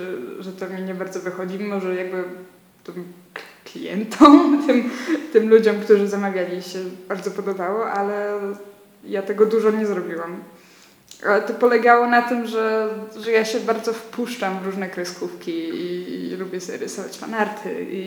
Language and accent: Polish; Kraków, Lesser Poland, Poland; also born or lived in Łódź; ja tu tylko wróciłam z Łodzi po pół roku i to jest całe moje doświadczenie z byciem poza Krakowem.